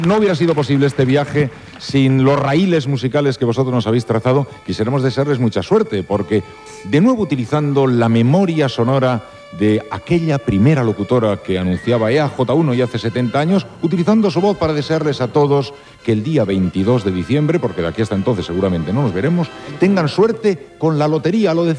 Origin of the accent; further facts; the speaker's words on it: San Sebastián, Basque Country, Spain; yo soy de San Sebastián, ¿saben?